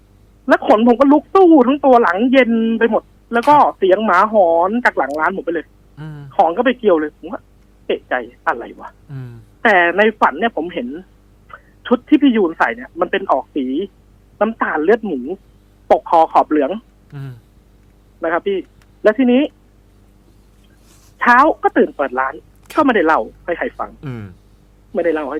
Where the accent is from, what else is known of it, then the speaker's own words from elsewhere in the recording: Nakhon Nayok, Thailand; now in Lampang, Thailand; ผมเนี่ยเป็นคนนครนายกครับแต่มาได้เมียเพิ่งย้ายมาอยู่ลำปางได้ประมาณ4ปีครับ